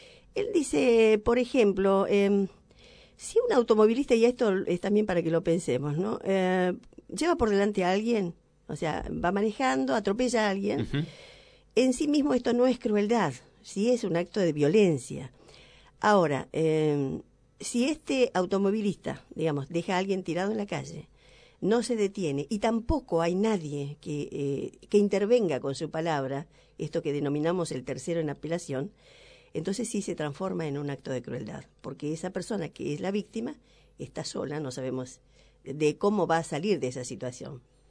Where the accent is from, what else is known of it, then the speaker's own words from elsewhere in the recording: Argentina; ¿Somos quejosos los argentinos? ¿Nos quejamos constantemente?